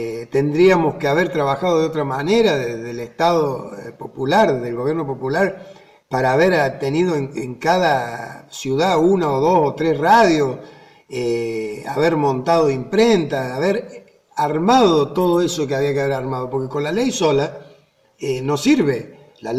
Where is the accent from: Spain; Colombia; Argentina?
Argentina; Por la concepción del argentino, por cómo somos los argentinos